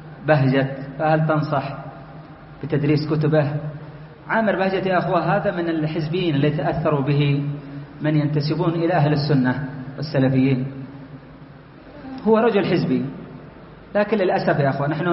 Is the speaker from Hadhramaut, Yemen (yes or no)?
no; Aden, Yemen; لأن الشيخ عندنا في عدن مسكين خريج المعهد المهني